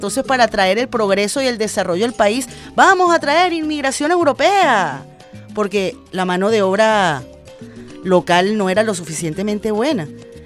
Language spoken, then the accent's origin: Spanish; Venezuela; los venezolanos somos así